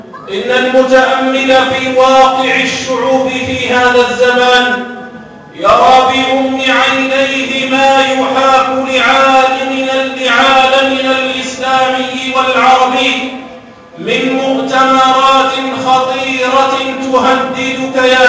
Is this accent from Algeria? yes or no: yes; Algeria; للتصدي لكل المؤامرات التي تحاك ضد بلدنا الجزائر